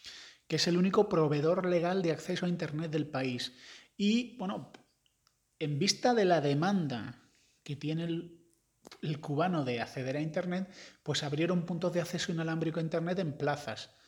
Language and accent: Spanish; Andalusia, Spain; Yo que soy andaluz y que soy graciosete, me llevo muy bien con ellos.